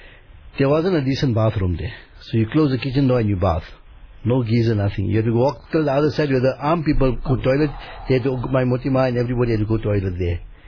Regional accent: Dabhel, Gujarat, India; Because if you're from Surat, we're from Dabel, Simlak.

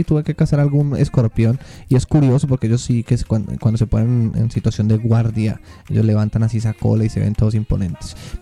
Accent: Pereira, Risaralda, Colombia; En Colombia, yo soy de Pereira.

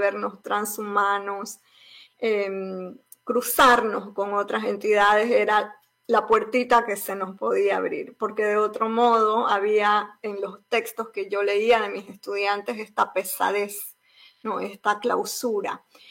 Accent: Bolivia; now in United States; No solamente que soy migrante de Bolivia a Estados Unidos

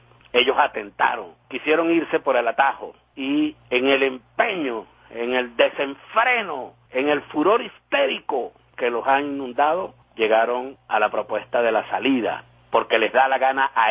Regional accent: Venezuela; nos gusta, como venezolanas y venezolanos, amanecer sin guarimbas.

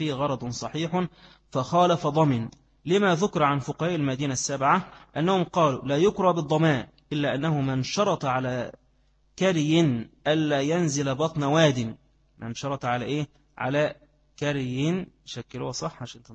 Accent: Egypt; وإن كان بخلاف عندنا، عندنا في مصر في وقت القائلة

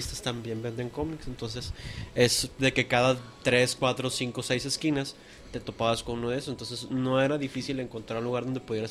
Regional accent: Mexico; moved away; fue que nos salimos de México. Y ahí en México, pues obviamente todo lo que es cómics

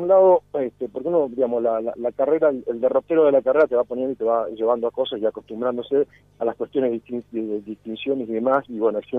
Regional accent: Lorenzo, Argentina; yo vengo de un pueblo, de Lorenzo, es mi pueblo, un pueblo chiquito, fui a la escuela primaria pública, al secundario público, a la universidad pública.

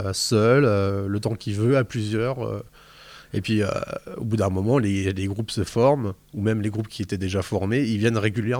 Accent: Grand Est, France; Mais oui, il y en a évidemment, et puis même moi, je suis des Vosges

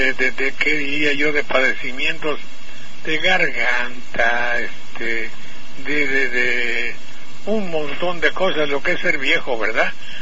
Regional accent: Banderilla, Veracruz, Mexico; mi problema muy grave fue que en mi pueblo, en Banderilla, en el rancho, pues hay una humedad de 90 grados

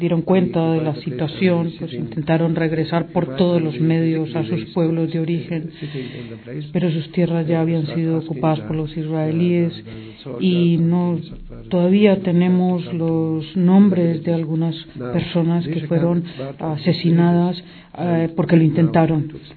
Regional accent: Dheisheh, West Bank, Palestine; Para explicar un poco cómo surgió Deisha, el campo de Deisha, de donde vengo yo

